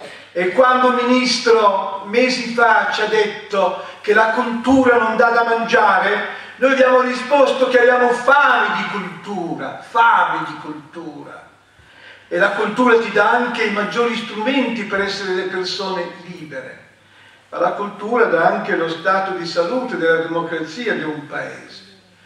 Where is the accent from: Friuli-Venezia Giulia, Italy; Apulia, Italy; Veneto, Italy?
Veneto, Italy; Io sono un veneto